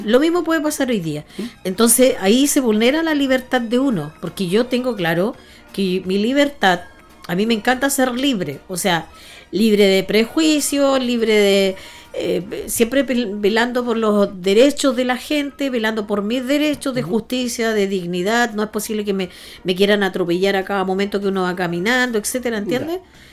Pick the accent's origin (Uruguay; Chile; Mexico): Chile; Concepción, Biobío; Soy de Chile. Soy chilena, soy de Concepción, de Pedro del Río.